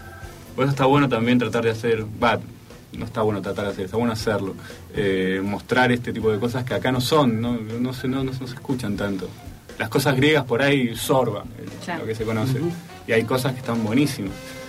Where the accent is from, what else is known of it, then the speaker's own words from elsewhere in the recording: Greece; Yo soy griego.